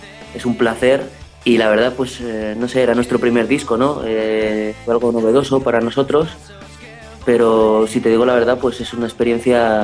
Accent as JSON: {"language": "Spanish", "town": "Miranda de Ebro", "region": "Castile and León", "country": "Spain", "said": "No, somos de Miranda de Ebro, somos solo mi hermano y yo."}